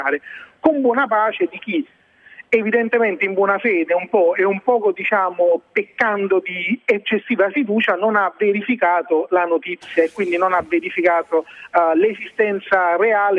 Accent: Naples, Campania, Italy; Voglio dire, da buon napoletano un po' superstizioso

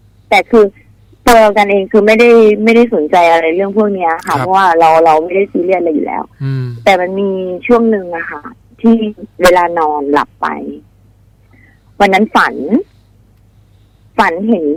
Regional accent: Ubon Ratchathani, Thailand; ที่อุบลค่ะ

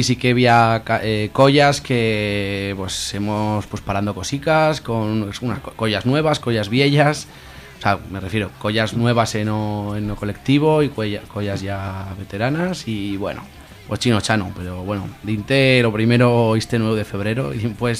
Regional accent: Aragon, Spain; Y que, pues sí, también somos de aquí de Aragón

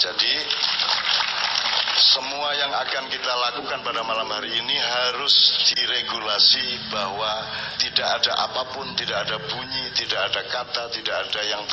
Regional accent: Jombang, East Java, Indonesia; also born or lived in Ponorogo; Kampung dan rumah pertama saya adalah Menturo Sumomito Jombang.

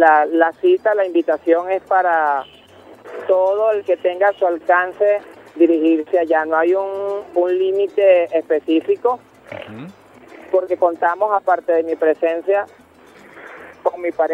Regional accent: Apure, Venezuela; es una manifestación que traigo de mis raíces, de mi pueblo, Palmarí de Estado Apure.

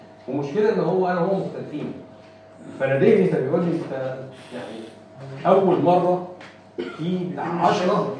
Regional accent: Egypt; الواقع العملي عندنا في مصر

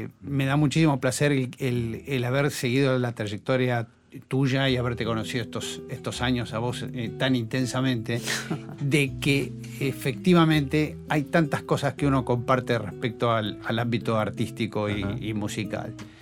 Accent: Buenos Aires, Argentina; porque yo soy esencialmente porteño

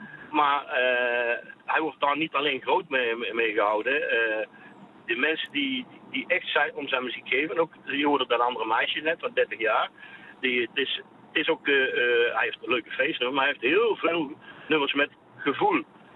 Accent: North Brabant, Netherlands; Ik kom uit Brabant en Amsterdam is een mooie stad.

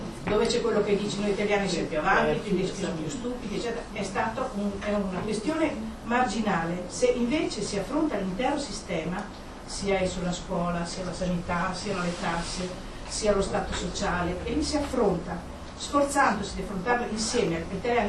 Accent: Trentino-Alto Adige, Italy; born there; io sono nato in Badia, mio papà doveva sposare una badiotta, poi sposare mia mamma che era umbra

